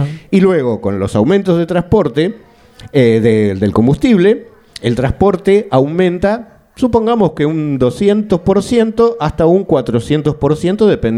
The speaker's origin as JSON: {"language": "Spanish", "country": "Argentina", "also_born_or_lived": "Gijón", "said": "Esto lo digo porque de alguna manera usted se dará cuenta por mi acento. Aparte de ser de Gijón, soy de Argentina."}